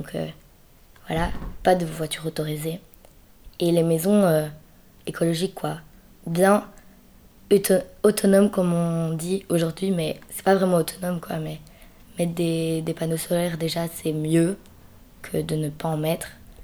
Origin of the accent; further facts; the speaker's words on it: Belgium; j'ai 13 ans, je suis originaire de Belgique, voilà.